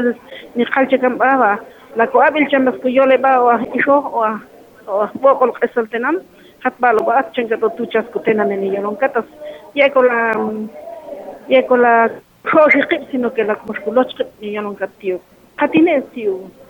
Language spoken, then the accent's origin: Spanish; Quiché, Guatemala; mi pueblo Ixil, que también está en batalla, que es la región Ixil